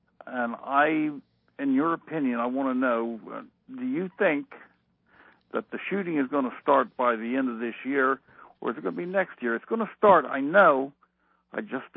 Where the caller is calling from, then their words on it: Lancaster, Pennsylvania, United States; from Lancaster, Hal.